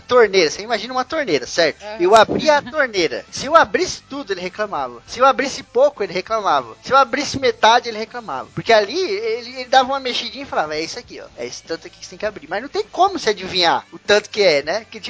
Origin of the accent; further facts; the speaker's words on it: Osasco, São Paulo, Brazil; Sou paulistano, mas cartucho fala aqui em São Paulo. Eu sou de Osasco, lá só fala cartucho.